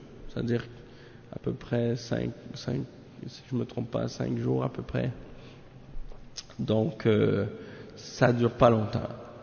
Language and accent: French; Haiti; Parce que moi aussi je suis converti à l'islam. Moi aussi je suis haïtien comme toi.